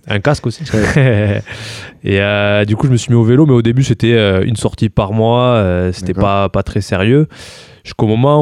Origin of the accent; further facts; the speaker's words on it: Benquet, Nouvelle-Aquitaine, France; Un village et... à côté de Mont-de-Marsan, ouais, c'est ça.